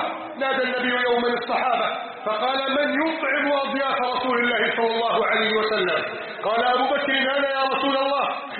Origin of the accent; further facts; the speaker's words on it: Upper Egypt, Egypt; إذا ما مررت على صعيد بلدنا مصر المباركة